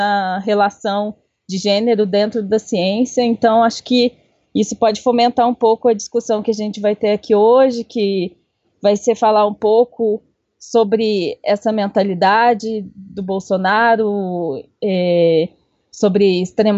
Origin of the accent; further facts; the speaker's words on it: Cambuquira, Minas Gerais, Brazil; eu sou de Cambuquira, eu sou advogada, pesquisadora, escritora também